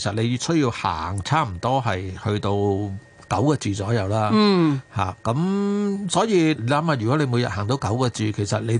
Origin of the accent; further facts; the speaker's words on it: China; 我哋中國人有八字咧，就係發發發啊嘛。